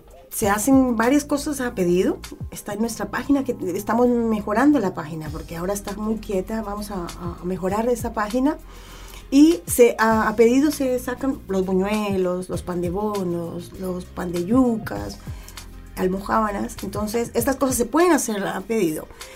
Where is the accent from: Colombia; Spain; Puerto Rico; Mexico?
Colombia; Hay unas cosas tan deliciosas, pero tan deliciosas en mi tierra. Allá en Colombia, por lo general, siempre se divide por sectores